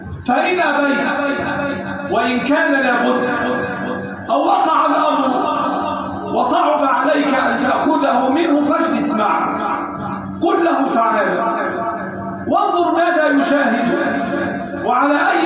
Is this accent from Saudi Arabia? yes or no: no; Egypt; اللهم احفظ بلدنا مصر وسائرها